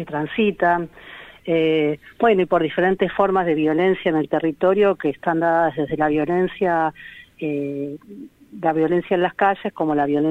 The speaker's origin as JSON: {"language": "Spanish", "region": "Buenos Aires", "country": "Argentina", "tie": "born there", "said": "soy una persona universitaria, que si bien nací en el Bajo Flores"}